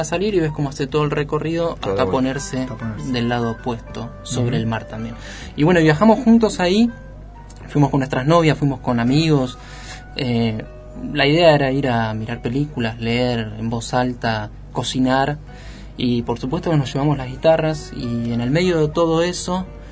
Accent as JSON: {"language": "Spanish", "town": "Bahía Blanca", "region": "Buenos Aires Province", "country": "Argentina", "said": "Montehermoso es una playa que queda a 100 kilómetros de Bahía Blanca. Yo soy de Bahía Blanca."}